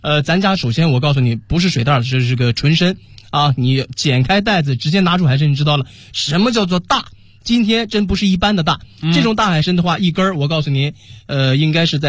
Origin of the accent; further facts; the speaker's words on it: Dalian, Liaoning, China; 今天是我的家乡辽宁大连的辽刺参给你带到